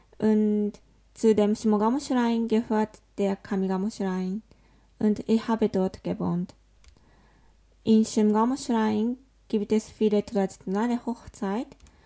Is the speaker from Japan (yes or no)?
yes; Osaka, Japan; German is a second language; Ja, ich komme aus Osaka.